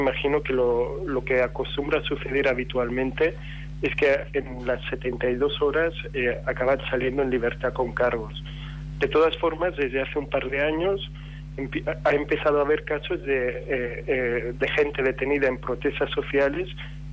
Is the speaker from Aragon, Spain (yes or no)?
no; Barcelona, Catalonia, Spain; porque yo soy de Barcelona, volví, hoy estoy trabajando, tuve que volver a mi trabajo a Barcelona.